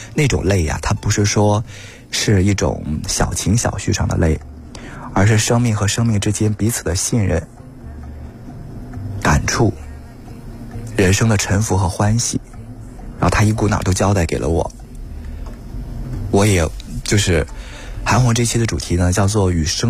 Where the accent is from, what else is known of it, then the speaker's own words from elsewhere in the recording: Weihai, Shandong, China; 我老家是山东威海，对，一个小县城啊